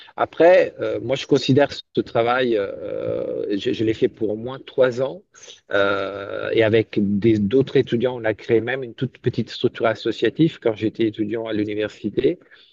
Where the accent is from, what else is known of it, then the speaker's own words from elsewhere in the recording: France; now in Italy; Je suis actuellement en Italie. Et je suis français. En fait, ma mère, elle est française et mon père est italien. Donc, un bon mélange de cultures.